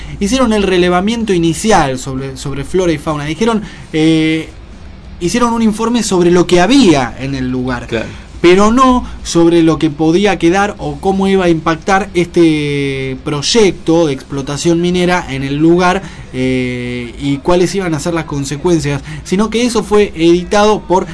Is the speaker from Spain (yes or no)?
no; Argentina; que no nos favorecen a nosotros como argentinos tampoco, ¿no?